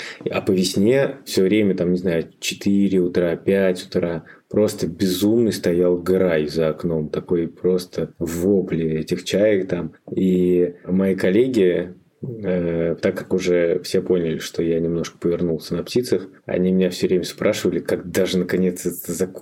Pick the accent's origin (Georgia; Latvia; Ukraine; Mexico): Latvia; now in Moscow, Russia; Я когда приехал в Москву из Латвии, я, конечно, стал искать тех птиц, которых я в Латвии не видел.